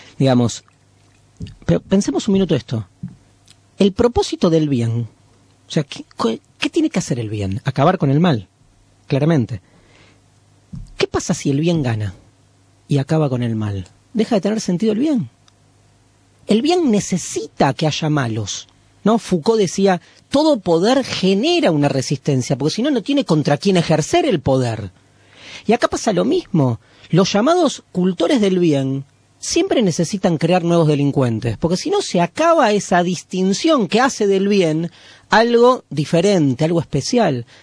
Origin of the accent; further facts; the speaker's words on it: Argentina; nosotros nos transformamos como argentinos.